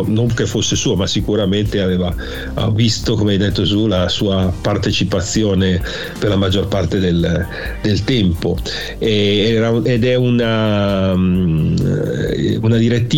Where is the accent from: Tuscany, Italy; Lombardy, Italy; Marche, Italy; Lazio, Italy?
Lombardy, Italy; Milan; io e Davide, che siamo di Milano e zone limitrofe